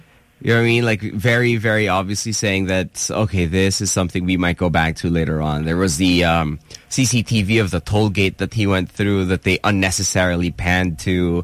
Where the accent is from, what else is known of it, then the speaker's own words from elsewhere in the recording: Marikina, Metro Manila, Philippines; I'm from Malanday, Marikina.